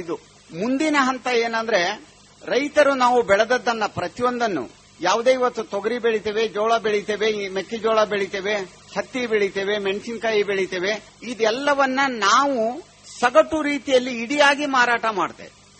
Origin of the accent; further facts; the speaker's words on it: Managuli, Karnataka, India; ನಾನು ಸಣ್ಣವನಿದ್ದಾಗ ನನ್ನ ಊರು ಇಲ್ಲೇ ಸ್ವಂತ ಊರು ಮನಗೂಳಿ